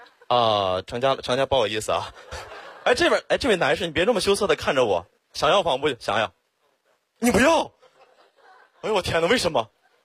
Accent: Xiong'an, Hebei, China; now in Beijing, China; 土生土长的雄安人，从小在那长大。

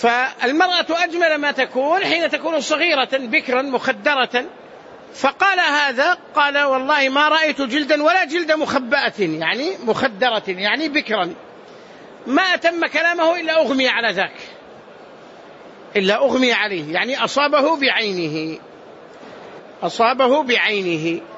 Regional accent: Medina, Medina Province, Saudi Arabia; قال أنت من السعودية؟ قلت نعم من المدينة.

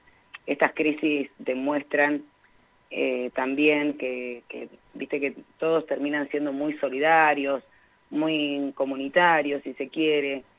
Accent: Argentina; con lo que somos nosotros como latinoamericanos, como argentinos

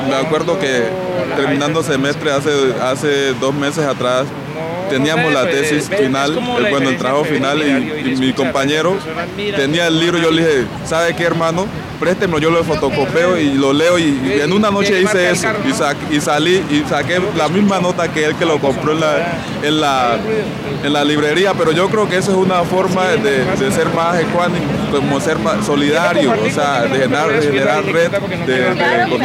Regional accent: Chocó, Colombia; born there; now in Bogotá, Colombia; vengo de Bogotá, pero digamos que tengo dos residencias. Mi residencia natal es Chocó Pacífico

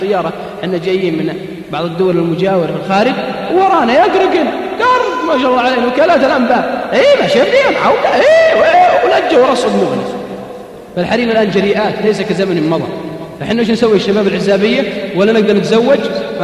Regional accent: Al-Qassim, Saudi Arabia; عندنا بالقصيم

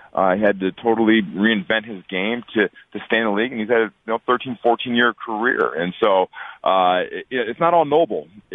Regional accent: Detroit, Michigan, United States; He was the glue guy back growing up in Detroit. I was a huge Bad Boys fan, huge, huge, huge.

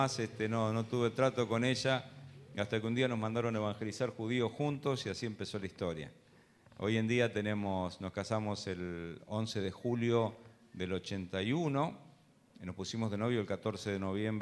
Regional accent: Luján, Buenos Aires Province, Argentina; born there; Yo nací en la ciudad de Luján. Y como se imaginan, naciendo en Luján, tenía un contexto católico, mi familia

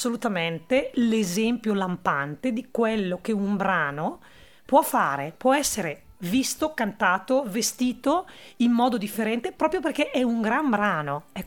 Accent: Brescia, Lombardy, Italy; accent: Brescian; Io sono lombarda e quindi, anzi, nemmeno lombarda, sono proprio bresciana, che forse è un aggravante in alcuni momenti, perché abbiamo questo accento molto forte, no?

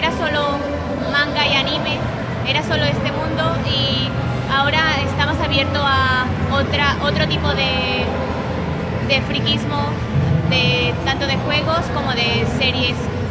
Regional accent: Barcelona, Catalonia, Spain; vais disfrazada de la panda. Y soy de Barcelona.

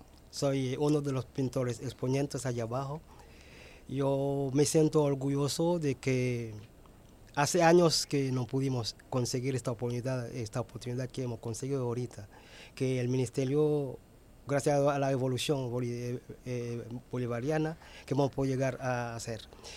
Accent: Haiti; Spanish is a second language; now in Venezuela; Mi papá me dijo que tenía que salir de Haití. Y yo vine para Venezuela.

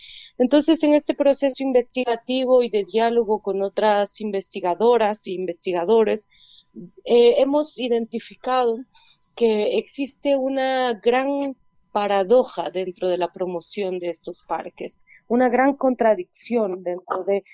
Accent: Oaxaca, Mexico; yo soy del Istmo de Tehuantepec, Oaxaca, en la zona de los Chimalapas, que es un territorio muy, muy, muy biodiverso, muy selvático. Y bueno, pues soy parte del pueblo Zoque

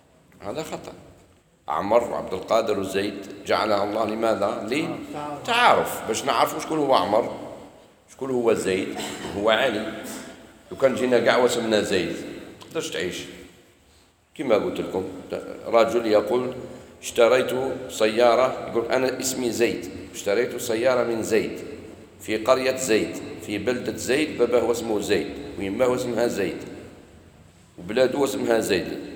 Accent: Algeria; انا نقول لك انا جزائري

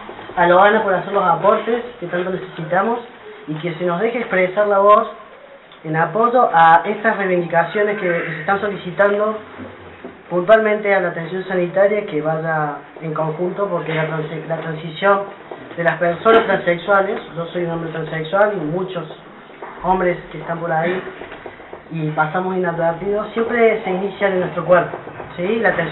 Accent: Córdoba, Argentina; Yo soy de Córdoba, no tenemos un hospital público que nos atienda

